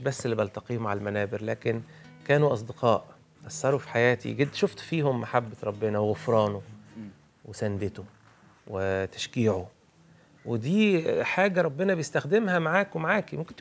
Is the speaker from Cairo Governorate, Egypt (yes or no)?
no; Sohag, Sohag Governorate, Egypt; أنا كنت من سوهاج لإسماعيلية